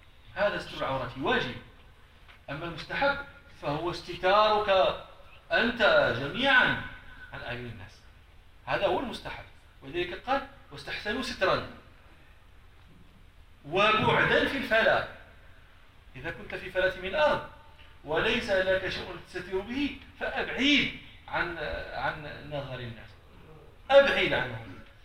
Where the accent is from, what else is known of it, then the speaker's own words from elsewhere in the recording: Morocco; المثل اللي تيتقال عندنا في المغرب